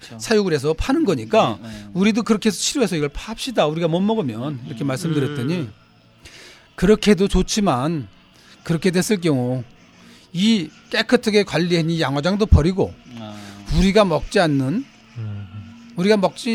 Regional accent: Yeongjong, Incheon, South Korea; 제 고향은 사실은 그 인천 신공항이 있는 그 영종도란 섬인데.

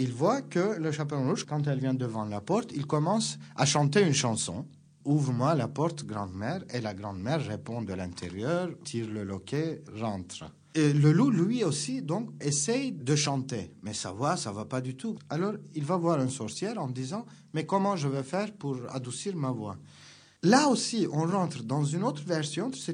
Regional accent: Turkey; French is a second language; Chez nous, en Turquie, le loup, pour pouvoir entrer à la maison, elle essaie de trouver des moyens comment je peux rentrer chez la grand-mère.

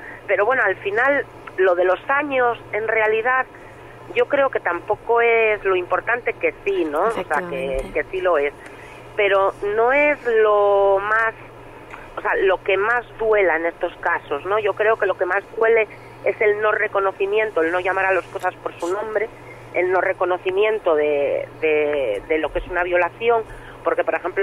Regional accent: Asturias, Spain; Pero no, soy de Asturias.

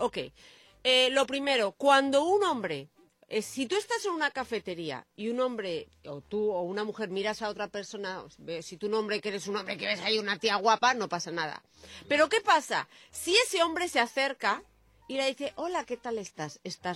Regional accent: Madrid, Community of Madrid, Spain; Los madrileños no decimos, soy de Madrid, es dificilísimo. Decimos, somos de Madrid.

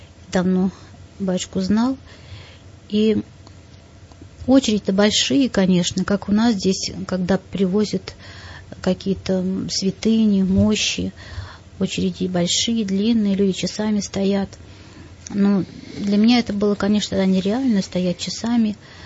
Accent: Russia; Мы из России, наш самолет и самолет

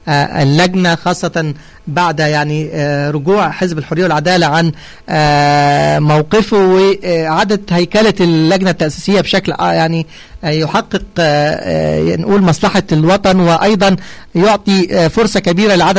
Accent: Egypt; عندنا في مصر

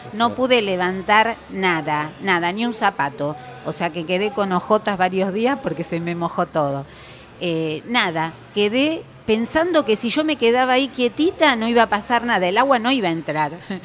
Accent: Villa Maipú, Buenos Aires, Argentina; yo soy de Villa Maipú, sí, del lado de la provincia de Buenos Aires. Uh-huh. También hay vecinos de Vicente López, de Munro, de Florida Este y Oeste, que también somos todos de la cuenca del Medrano.

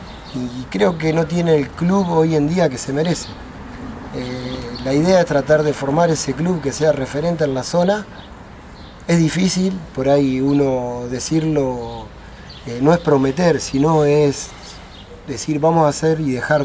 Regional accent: Cañuelas, Buenos Aires Province, Argentina; Somos todos buena gente, somos todos de Cañuelas.

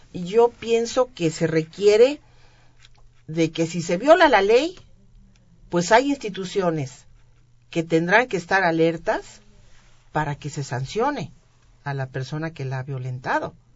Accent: Colima, Mexico; born there; yo soy una persona de cuna pobre. Yo nací en Colima, soy hija, la décima hija, en donde, bueno, una familia de 10 y soy la décima

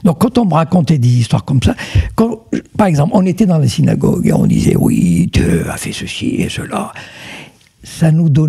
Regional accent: Morocco; D'abord, moi je viens du Maroc.

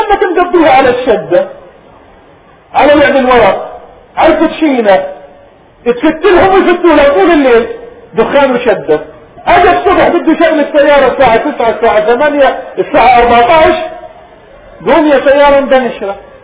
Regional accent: Palestine; توفي في بلادنا فلسطين، قالوا وقبره ربما يكون في الأغوار من بلادنا

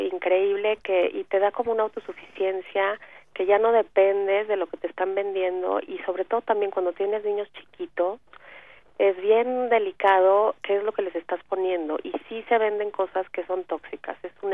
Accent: Mexico City, Mexico; yo soy del DF, pero ya me voy a ir para allá en unos días para dar unos talleres.

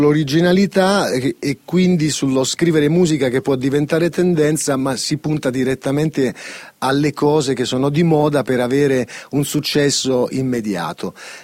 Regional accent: Calabria, Italy; No, invece proprio da calabrese

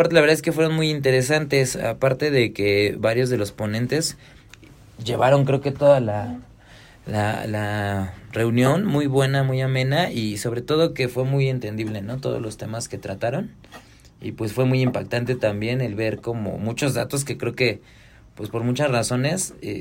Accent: Zapotla, Mexico; soy de Zapotla, pertenezco a la Comisión de Deportes y de Vigilancia.

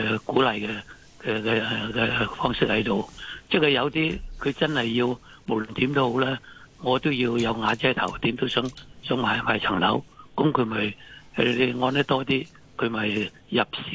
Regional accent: Guangdong, China; 我哋廣東人都話有頭

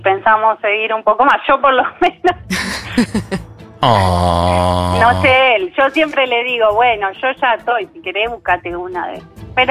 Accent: La Plata, Buenos Aires Province, Argentina; De La Plata.

